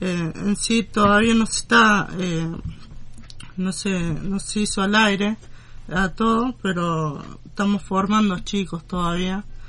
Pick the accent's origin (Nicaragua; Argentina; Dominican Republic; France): Argentina; Malvinas Argentinas; vengo de Malvinas.